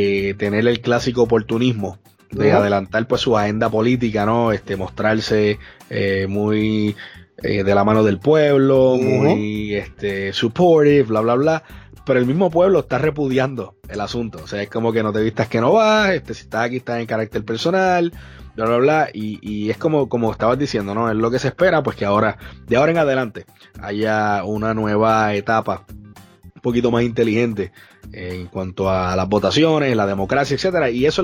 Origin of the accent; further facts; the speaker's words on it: Puerto Rico; porque somos puertorriqueños primero que nada.